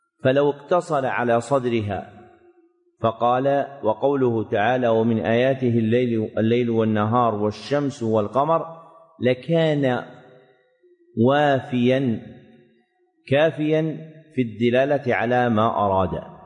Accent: Saudi Arabia; موجود عندنا في السعودية، لكن أنتم في مصر ما عندكم

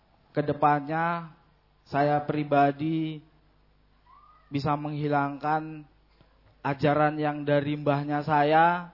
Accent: Gunung Tua, North Sumatra, Indonesia; now in Madiun, Indonesia; Saya dari Gunung Tua, Kecamatan Padang Lawas Utara, Kabupaten Tapanuli Selatan, Sumatera Utara.

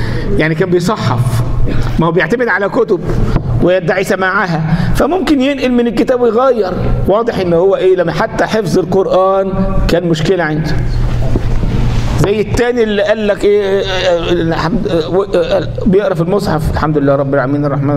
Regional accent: Egypt; ما ده لما يجي مثلا ايه عندنا في مصر مثلا

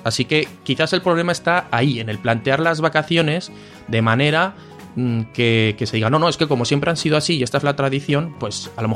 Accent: Zaragoza, Aragon, Spain; nosotros que somos de Zaragoza, en Zaragoza tenemos las fiestas del Pilar, son unas fiestas de aquí de la ciudad que son en octubre

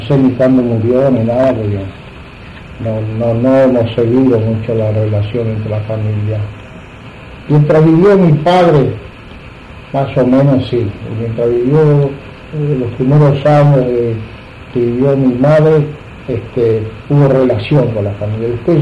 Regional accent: Argentina; born there; pocos meses después de yo llegar, 4 meses, nací acá en Argentina.

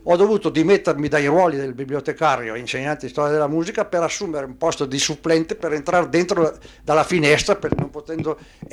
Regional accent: Riva del Garda, Trentino-Alto Adige, Italy; also born or lived in Bolzano; a Riva del Garda, il mio paese, hanno istituito una sezione di conservatorio

